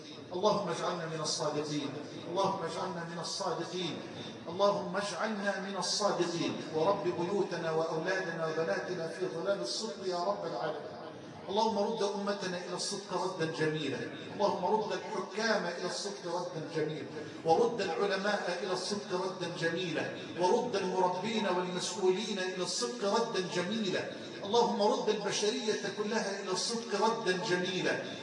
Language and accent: Arabic; Egypt; اللهم اجعل بلدنا مصر أمنا أمانا سخاء رخاء